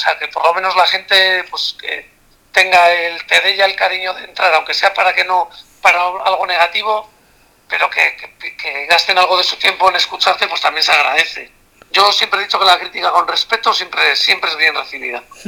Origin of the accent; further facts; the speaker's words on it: Santander, Cantabria, Spain; en mi tierra, en Santander.